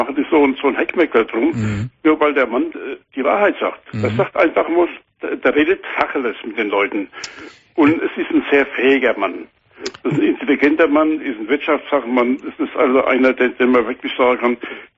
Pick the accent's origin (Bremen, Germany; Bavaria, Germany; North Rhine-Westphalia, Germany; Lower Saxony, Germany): Bavaria, Germany; Aschaffenburg; Ich komme aus Aschaffenburg oben